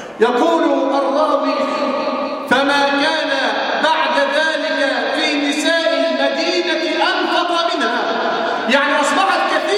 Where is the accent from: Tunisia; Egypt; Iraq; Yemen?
Egypt; اللهم احفظ بلدنا مصر من الفتن ما ظهر منها وما بطن.